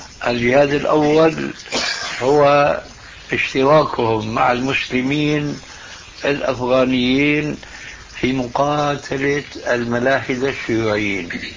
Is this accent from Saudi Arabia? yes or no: no; Syria; يضرب المثل عندنا في سوريا أن رجل كردي يبقى متحمس للإسلام